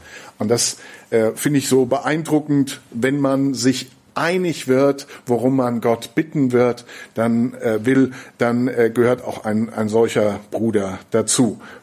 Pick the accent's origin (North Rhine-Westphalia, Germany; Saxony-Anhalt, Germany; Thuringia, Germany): North Rhine-Westphalia, Germany; now in Schneverdingen, Germany; aber wo ich herkomme im Siegerland, da gab es das damals, als ich noch ein bisschen jünger war, quasi in jedem zweiten Dorf.